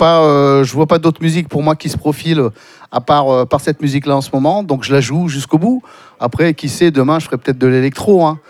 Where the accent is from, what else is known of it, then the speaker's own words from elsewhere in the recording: Toulouse, Occitanie, France; moi, j'habite le sud-ouest, hein, je suis originaire de Toulouse.